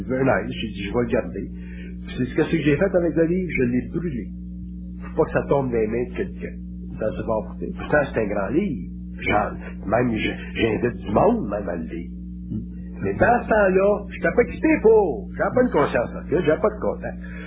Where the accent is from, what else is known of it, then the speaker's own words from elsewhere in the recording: Quebec, Canada; Puis nous autres, on est des Canadiens français, on est nés, nous autres.